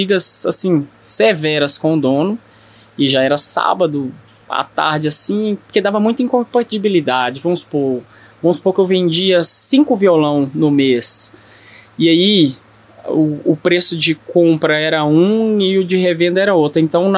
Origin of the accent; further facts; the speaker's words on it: Belo Horizonte, Minas Gerais, Brazil; Eu nasci e fui criado no Barreiro.